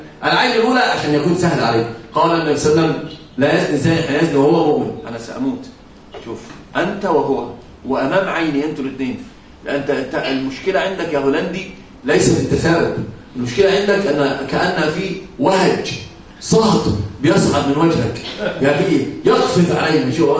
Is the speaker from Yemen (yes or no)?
no; Egypt; عندنا في مصر مثلا يقال: كالهرة تأكل وتنكر.